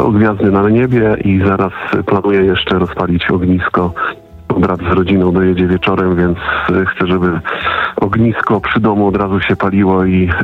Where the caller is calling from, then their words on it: Subcarpathian Voivodeship, Poland; Nie, ja z Podkarpacia.